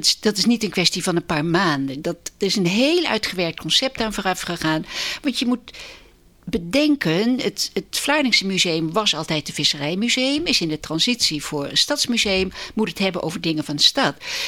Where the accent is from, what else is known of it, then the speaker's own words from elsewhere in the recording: Den Bosch, North Brabant, Netherlands; also born or lived in Tilburg; Nou, ik ben geboren in Tilburg en opgevoed in Den Bosch, Brabant. En ik kom uit een hoogstburgerlijk gezin.